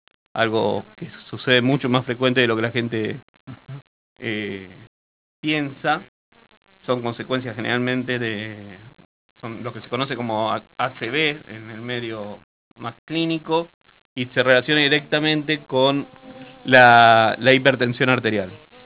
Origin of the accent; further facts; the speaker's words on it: Argentina; Y soy argentino y trabajo para el Estado argentino, ¿no?